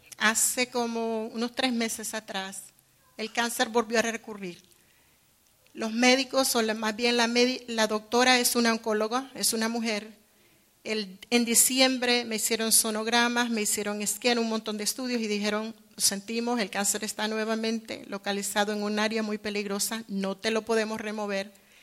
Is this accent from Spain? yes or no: no; Nicaragua; Quiero decirle que soy nicaragüense, nací en Nicaragua